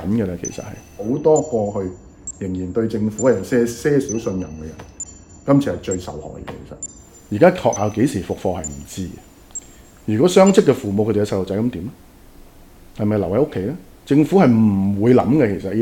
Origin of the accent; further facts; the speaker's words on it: Hong Kong; 我们香港人，我觉得呢，其实已经世界里面数一数二的公民